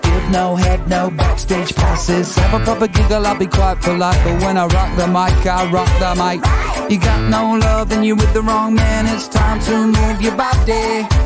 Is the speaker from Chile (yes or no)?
yes; Temuco, Araucanía, Chile; Sí, yo soy de Temuco, es lo único